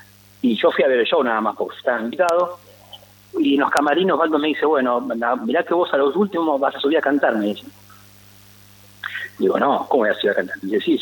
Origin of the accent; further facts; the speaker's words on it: Pablo Podestá, Buenos Aires Province, Argentina; Yo soy oriundo de Pablo Podestá, partido 3 de febrero.